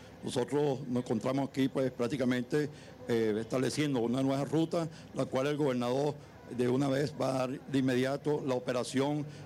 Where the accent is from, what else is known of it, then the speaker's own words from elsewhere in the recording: Zulia, Venezuela; Soy un revolucionario del Estado Zulia.